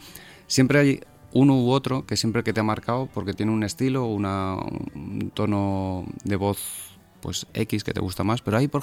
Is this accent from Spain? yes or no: yes; Madrid, Community of Madrid, Spain; yo soy madrileño de origen